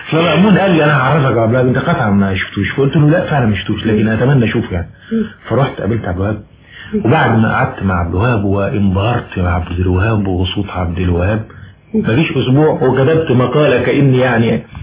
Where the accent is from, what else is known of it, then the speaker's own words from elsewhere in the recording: Mansoura, Dakahlia, Egypt; انا كنت انا من المنصورة، وطبعا في منصورة سينمات